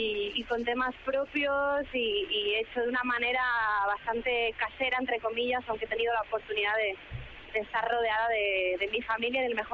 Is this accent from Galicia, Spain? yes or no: yes; Galicia, Spain; la música tradicional gallega, que es de mi raíz, es de donde yo vengo